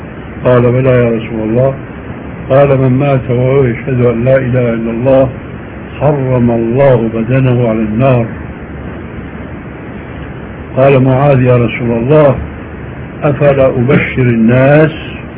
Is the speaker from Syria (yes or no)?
yes; Syria; عندنا في سوريا